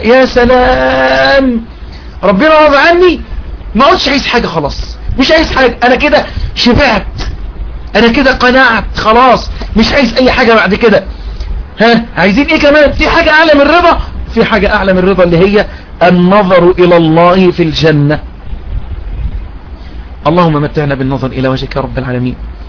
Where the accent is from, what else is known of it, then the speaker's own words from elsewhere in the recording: Egypt; وأن يحفظ بلدنا مصر وسائر بلاد